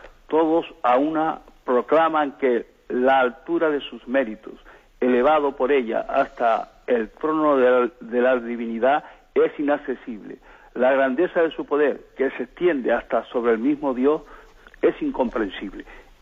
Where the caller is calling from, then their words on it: Arrecife, Canary Islands, Spain; monseñor, de Arrecife.